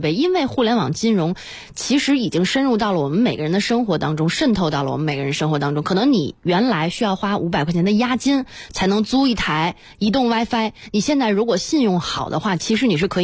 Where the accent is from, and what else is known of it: China